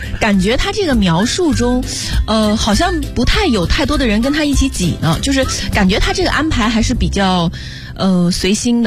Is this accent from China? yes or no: yes; China; 我们中国人这拿出手机来，肯定用的我们还是我们自己那几种